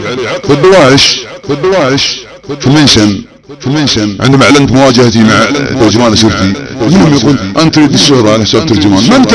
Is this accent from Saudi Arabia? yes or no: yes; Saudi Arabia; وسنرى من يرغم انت من نحن سعوديين